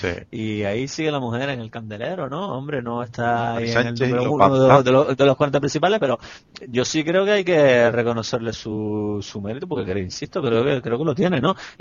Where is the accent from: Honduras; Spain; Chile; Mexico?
Spain; Canary Islands; Y como en Canarias somos tan dados a darnos las puñaladas y demás, ¿no?